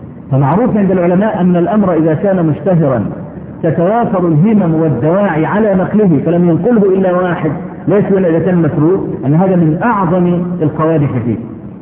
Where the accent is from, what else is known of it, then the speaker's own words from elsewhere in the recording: Egypt; عندنا في مصر